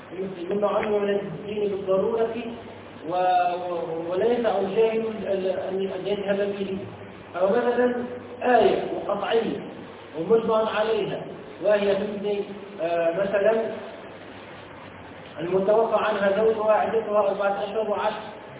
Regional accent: Tunisia; من عندنا في تونس

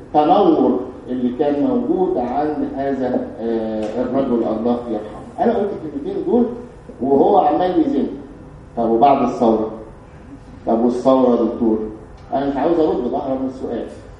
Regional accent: Egypt; وانا يعني عندنا في مصر الحمد لله بعتقد يعني انه في حرية

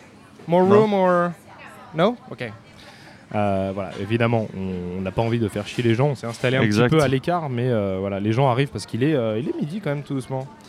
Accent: France; il y a des mots, je pense, qu'en tant que Français... on est obligé de dire d'une certaine façon dû à l'articulation

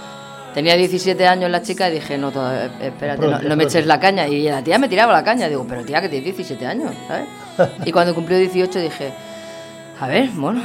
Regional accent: Spain; Salgo de España para afuera, lo peto. Y en mi país me está costando un poco más.

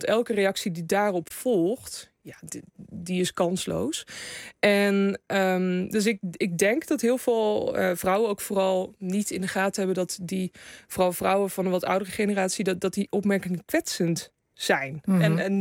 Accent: Gelderland, Netherlands; In de Betuwe.

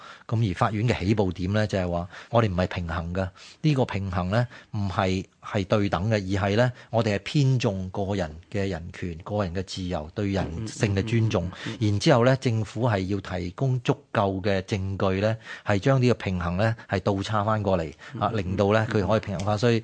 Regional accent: China; 其实我哋中国人嗰个伦理观念入边有唔少啲一类咁样嘅价值观喺入边嘅

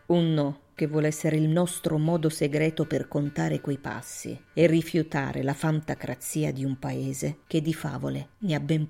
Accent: Naples, Campania, Italy; now in Genoa, Italy; sono napoletana, vivo a Genova

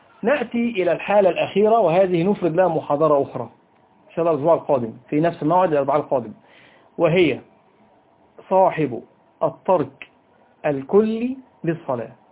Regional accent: Egypt; وهذا أمر على فكرة منتشر فيه على الأقل عندنا في مصر

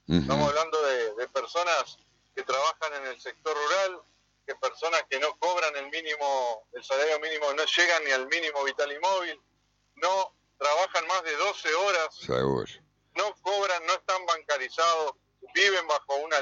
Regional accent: Argentina; como cualquier argentino, estamos a favor de la cultura del trabajo

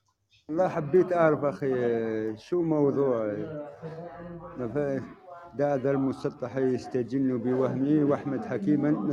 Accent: Bordj Bou Arreridj, Bordj Bou Arréridj Province, Algeria; من برج بوريريت. تعرف برج بوريريت سطيف؟

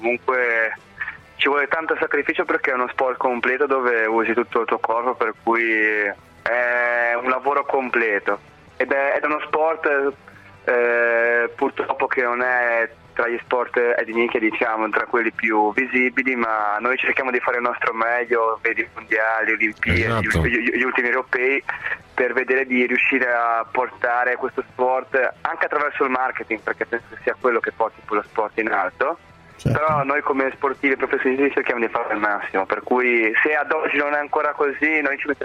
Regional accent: Savona, Liguria, Italy; also born or lived in Budapest; Io fortunatamente sono nato a Budapest, che è un ungherese, però cioè, mio padre è da un italiano a 2 o 3 mesi, ma subito portato a Savona, per cui ho vissuto 27 anni in Italia.

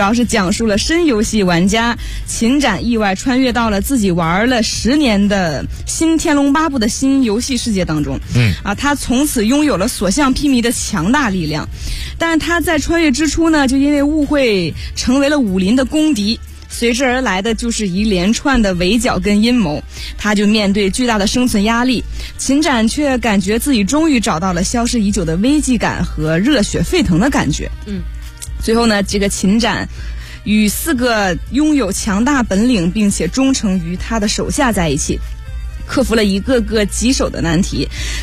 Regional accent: Australia; 我上高中，我们是女校，我在澳大利亚嘛，从小是在那边长大的，对，然后我当时学的

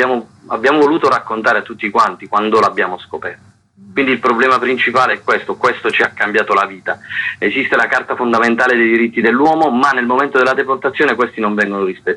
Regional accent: Manfredonia, Apulia, Italy; Manfredonia, nel mio paese

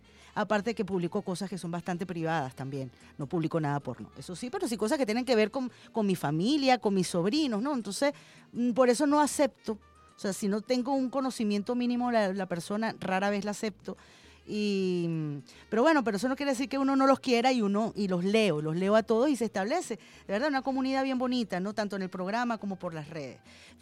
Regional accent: Colombia; now in Venezuela; Nosotros como colombianos sabemos bien de las atrocidades que cometen los paracos en mi país

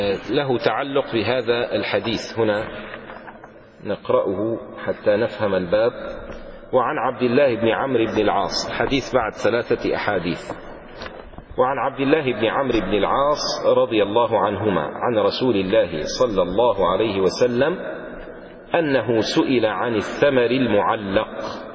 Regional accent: Damascus, Damascus Governorate, Syria; لذلك كان عندنا في دمشق قديما، لما كانت دمشق دمشق

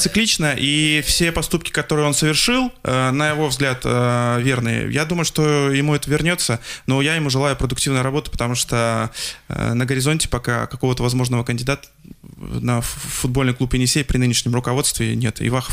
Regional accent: Krasnoyarsk, Krasnoyarsk Krai, Russia; к сожалению, мой родной город Красноярск.

